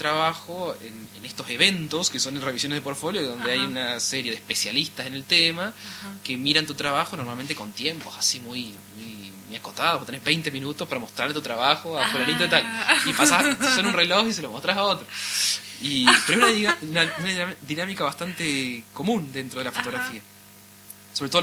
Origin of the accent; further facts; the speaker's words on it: Córdoba, Argentina; No es mi lugar, yo no soy cordobés, soy del sur de Córdoba